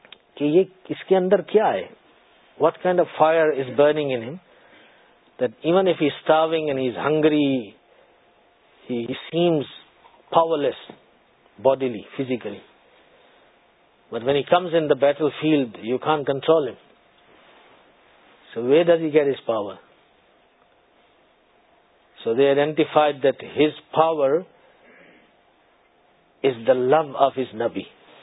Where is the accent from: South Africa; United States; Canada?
South Africa; I come from South Africa, you are living in UK, and we are equally benefiting.